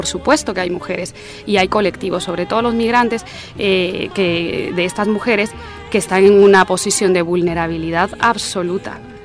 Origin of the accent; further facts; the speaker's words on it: Guatemala; soy guatemalteca también.